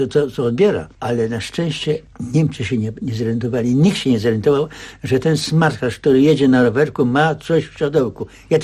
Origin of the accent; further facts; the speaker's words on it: Warsaw, Masovian Voivodeship, Poland; Więc jeżeli ja z Mokotowa, z tak dalekiej, odległej, zdążyłem i do szkoły